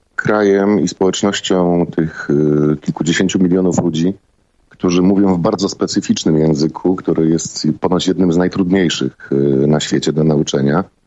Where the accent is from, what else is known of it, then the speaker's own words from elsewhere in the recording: Silesian Voivodeship, Poland; born there; accent: Silesian; ja urodziłem się na Śląsku i raczej posługuję się Gwarą Śląską.